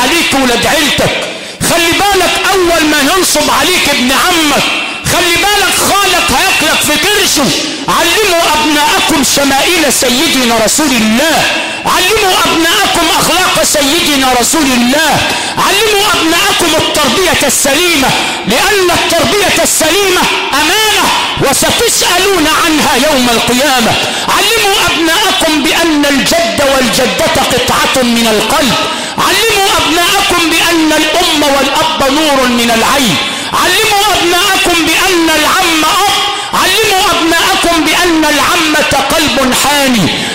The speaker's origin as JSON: {"language": "Arabic", "region": "Sharqia Governorate", "country": "Egypt", "said": "تمشي تاني تلاقي واحد كاتب عندنا في الشرقية وعندكم في الغربية المنزل للبيع لسوء الجوار"}